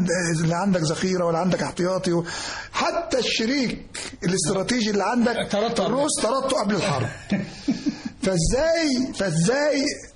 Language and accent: Arabic; Kafr Abu Zikri, Dakahlia, Egypt; من مواليد قريه اسمها ابو ذكري، كفر ابو ذكري، مركز دكرنس الاهليه، قريه لا تتمتع باي خدمات. انا مواليد 1948.